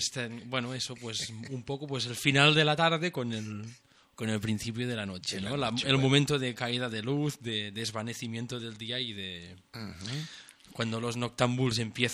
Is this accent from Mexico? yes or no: no; Centelles, Catalonia, Spain; yo vengo de Centellas, de la comarca de Osona también, que estamos a 50 kilómetros de Barcelona, ¿no?